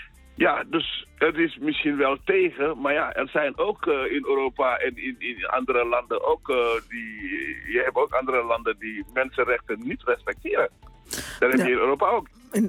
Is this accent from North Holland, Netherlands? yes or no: no; Groningen, Netherlands; accent: Gronings; Dat blijft gewoon Senegalees in mij. Dat wil niet zeggen dat ik niet geïntegreerd ben. Hoor. Ik ben, ik praat zelf een beetje Gronings, omdat ik uit Groningen kom. Maar ik woon in Groningen natuurlijk. Dus, zit ik wel een beetje Senegal.